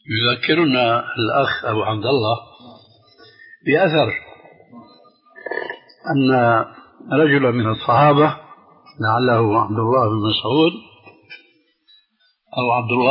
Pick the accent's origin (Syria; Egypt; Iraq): Syria; وهنا يقولون عندنا في سوريا شو هالشد يا رسول الله، هذه لهجة سورية